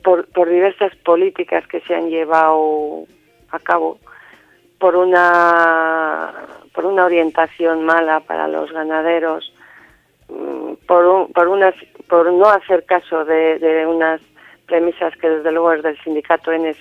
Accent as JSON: {"language": "Spanish", "town": "Carranza", "region": "Basque Country", "country": "Spain", "said": "Soy de Carranza, del Valle de Carranza."}